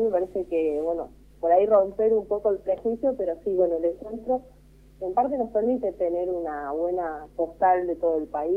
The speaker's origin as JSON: {"language": "Spanish", "region": "Jujuy", "country": "Argentina", "lives_now": "Buenos Aires, Argentina", "said": "No, yo soy de Jujuy, así que se imaginan que acá en Buenos Aires todo el mundo cree que el norte siempre es más machista."}